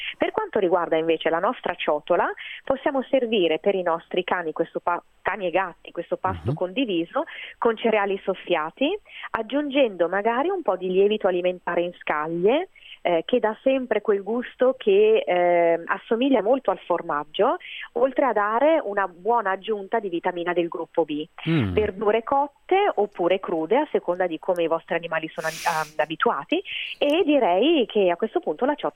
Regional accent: Milan, Lombardy, Italy; born there; io sono nata a Milano, ma sono semplicemente nata a Milano da due dinastie pugliesi da sempre.

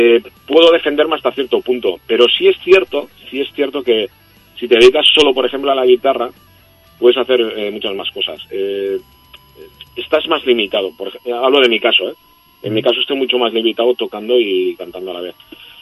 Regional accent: Catalonia, Spain; mi lengua materna es el castellano, pero me crié en Cataluña, puedo cantar en catalán, aquí en euskera, francés, inglés, un poquito de alemán, algo de italiano, bastante políglota en ese sentido.

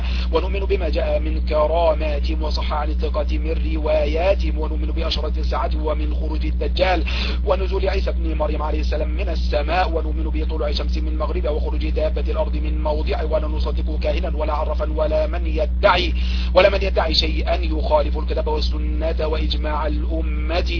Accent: Egypt; now in United States; أنا من مصر لكن أعيش في أمريكا، نعم من مصر وأعيش في أمريكا

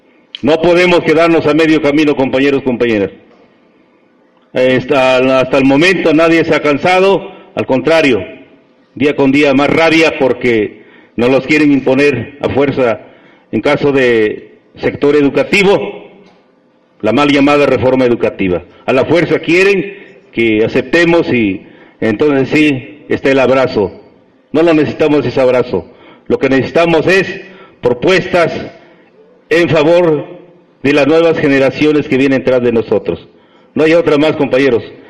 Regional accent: Mexico; first language Nahuatl; Spanish is a second language; En nuestra lengua materna, en náhuatl, les dije

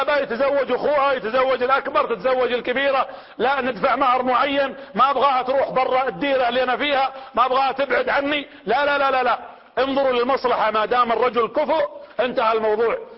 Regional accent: Riyadh, Riyadh Province, Saudi Arabia; وانا من هنا من المملكة العربية السعودية ومن عاصمتها الرياض ومن العمارية ومن قرية زيد رصيدك

